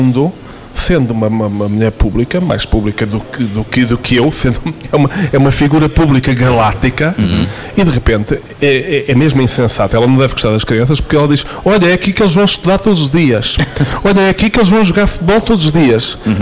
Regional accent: Portugal; os dois, cá está a coincidência, como bons portugueses, os dois tínhamos o passaporte catucado.

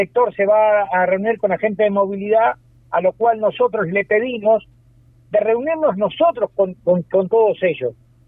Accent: Uruguay; No dejemos de reconocer que somos uruguayos, ¿tá?

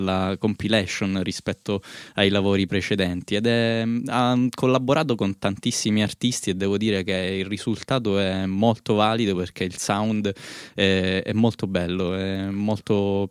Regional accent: Reggio Calabria, Calabria, Italy; Di Reggio Calabria.

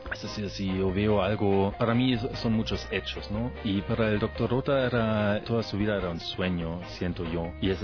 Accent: Germany; Spanish is a second language; moved away as an adult; also born or lived in Cuba; now in Ecuador; Soy alemán. Entonces, no regresé nunca más a mi país.

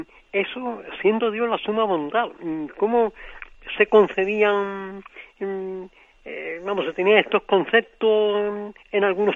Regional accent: Seville, Andalusia, Spain; de Sevilla.

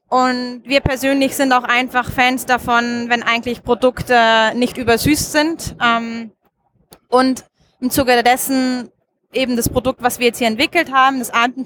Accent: Munich, Bavaria, Germany; now in Austria; Ich komme ursprünglich aus München. Mhm. Also ich bin tatsächlich auch eine Deutsche, aber lebe schon seit über 10 Jahren nicht mehr in Deutschland. Mich hat's nach Österreich verschlagen. Okay. In die schöne Alpenregion.

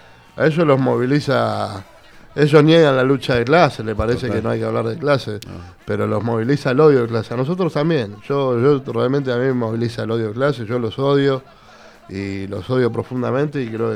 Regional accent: Buenos Aires, Argentina; yo soy del barrio de San Telmo, originariamente

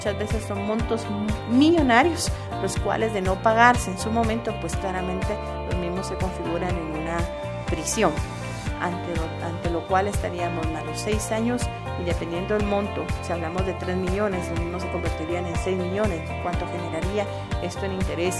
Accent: Guatemala; de nuestro bienestar como ciudadanos guatemaltecos

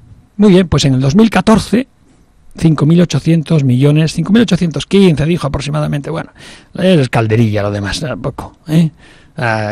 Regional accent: Spain; Somos los españoles cuando nos ponemos, somos los mejores.

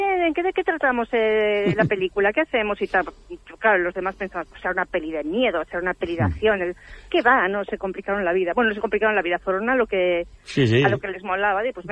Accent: León, Castile and León, Spain; Oye, es verdad, yo soy de León y a mí ya me está entrando eso también.

